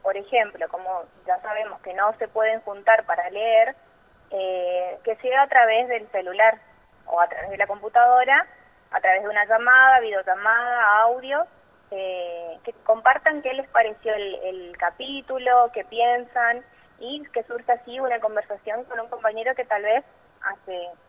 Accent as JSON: {"language": "Spanish", "region": "Chaco", "country": "Argentina", "tie": "born or raised there", "also_born_or_lived": "Corrientes", "said": "Nací en Corrientes, capital. Y bueno, a los pocos tiempos de nacimiento fui a vivir a la provincia del Chaco, que es ahí muy cerquita, y bueno, crecí ahí en Chaco."}